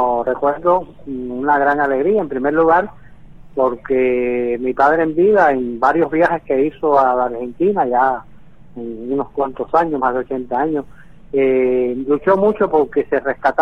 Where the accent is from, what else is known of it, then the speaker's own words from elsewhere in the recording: Caracas, Capital District, Venezuela; born there; Yo nací en Caracas, Venezuela, en el año 57.